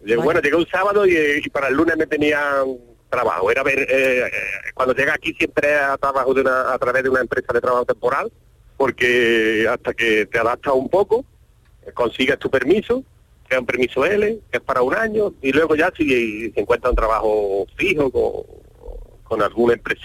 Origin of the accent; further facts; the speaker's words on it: Córdoba, Andalusia, Spain; now in Switzerland; Yo soy cordobés, de un barrio muy bonito, del barrio de la Judería.